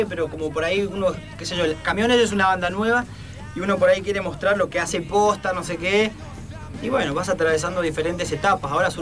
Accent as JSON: {"language": "Spanish", "region": "Mendoza", "country": "Argentina", "said": "Yo soy de Mendoza."}